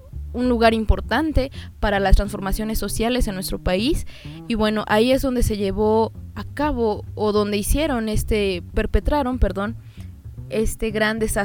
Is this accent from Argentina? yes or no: no; Mexico; nos afecta porque todos somos mexicanos y tenemos que estar conscientes de qué es lo que pasa en nuestro país.